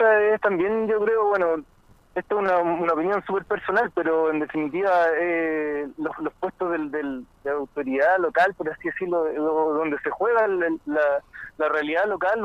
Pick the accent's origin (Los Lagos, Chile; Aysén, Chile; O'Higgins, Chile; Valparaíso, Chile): Valparaíso, Chile; moved away; yo soy de Valparaíso, compañero, y llegué aquí a esta tierra afortunadamente hace unos 2 años, poquito antes del estallido, y me enamoré de este lugar.